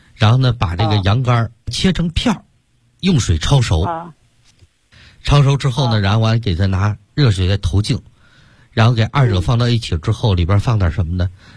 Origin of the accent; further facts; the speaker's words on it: Sichuan, China; 包括现在我们四川人爱吃这个辣的